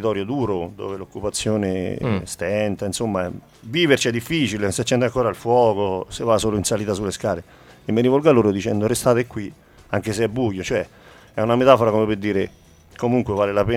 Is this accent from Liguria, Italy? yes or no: no; Lazio, Italy; parla della mia terra, il Cicolano